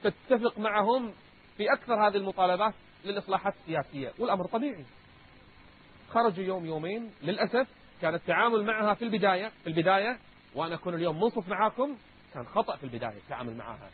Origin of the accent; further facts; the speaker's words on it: Kuwait; إن كنت أنا كويتي فأنا أيضا بحريني.